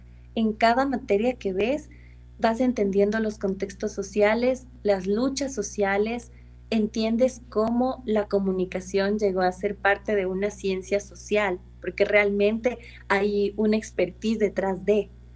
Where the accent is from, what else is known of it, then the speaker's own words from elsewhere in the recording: Ambato, Tungurahua, Ecuador; also born or lived in Quito; Yo soy quiteña, nací aquí en Quito y ahora estoy trabajando aquí. Pero realmente todos mis estudios, escuela, colegio y universidad, los hice en Ambato.